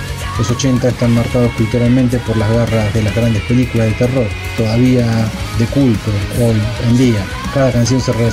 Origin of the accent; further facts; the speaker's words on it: Grenoble, Auvergne-Rhône-Alpes, France; Soy de Grenoble, la ciudad donde nació